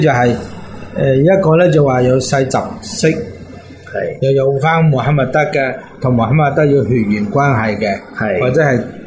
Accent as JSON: {"language": "Cantonese", "country": "China", "said": "类似我哋中国人讲嘅龙血"}